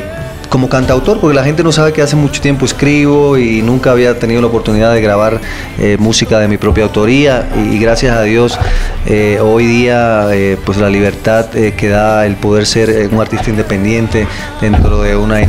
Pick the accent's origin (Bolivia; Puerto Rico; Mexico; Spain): Puerto Rico; Yo soy puertorriqueño.